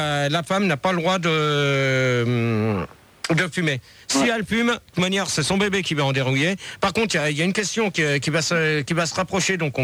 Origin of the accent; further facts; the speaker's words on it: France; Peut-être sur votre île, mais pas chez nous en France.